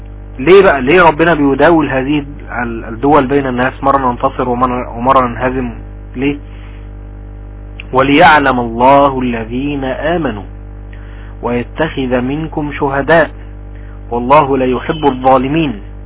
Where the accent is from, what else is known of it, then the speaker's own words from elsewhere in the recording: Egypt; يعني ابسط مثال عندنا في مصر مثلا